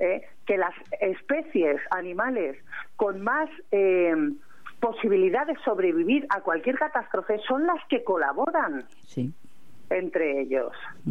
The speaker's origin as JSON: {"language": "Spanish", "town": "Madrid", "region": "Community of Madrid", "country": "Spain", "said": "y yo soy del centro de Madrid"}